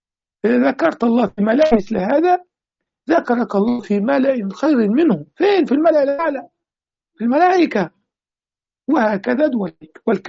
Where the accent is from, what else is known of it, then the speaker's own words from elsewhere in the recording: Egypt; في بلاد المغرب العربي وفي بلادنا مصر